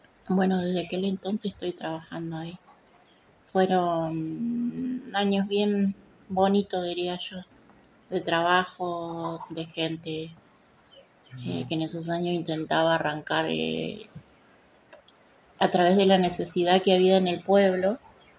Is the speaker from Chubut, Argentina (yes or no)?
yes; El Hoyo, Chubut, Argentina; also born or lived in El Bolsón; Nací en Bolsón y me crié toda la vida acá en El Hoyo. Mis padres vivieron acá siempre.